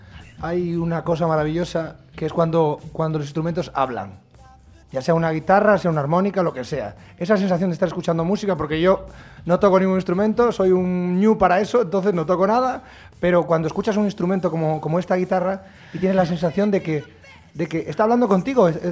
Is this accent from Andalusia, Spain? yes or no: no; Vigo, Galicia, Spain; Bueno, soy de Vigo, pero mi familia es de Rodeiro, bueno. Entonces soy de Vigo y de Rodeiro.